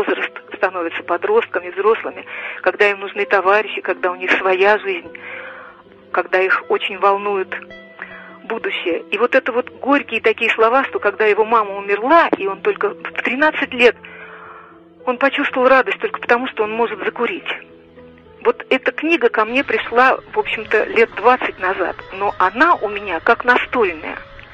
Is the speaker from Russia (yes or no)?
yes; Moscow, Russia; я много жила в деревне. Сама я москвичка, родители у меня москвичи